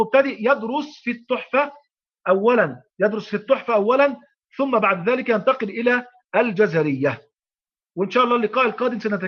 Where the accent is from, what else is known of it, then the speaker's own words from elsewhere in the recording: Egypt; وإحنا عندنا في مصر الحمد لله غالب المشايخ أو جل المشايخ يقرؤون غيبا عن ظهر قلب